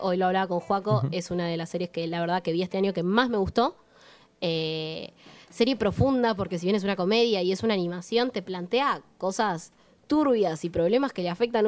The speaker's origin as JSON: {"language": "Spanish", "town": "Bariloche", "region": "Río Negro", "country": "Argentina", "said": "me vuelvo a mis tierras porque soy patagónica, sureña, barilochense"}